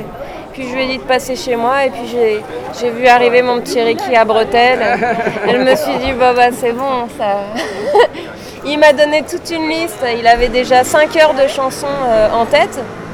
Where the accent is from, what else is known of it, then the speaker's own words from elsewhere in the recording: Paris, Île-de-France, France; moi, je suis native de la Butte aux Cailles, donc là, je suis comme un arbre.